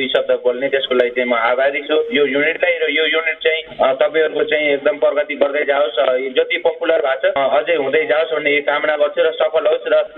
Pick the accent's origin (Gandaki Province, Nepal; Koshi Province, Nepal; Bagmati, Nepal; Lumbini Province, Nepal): Lumbini Province, Nepal; now in Czech Republic; घर मेरो वामी अर्जेवा पर्छ, गुल्मी।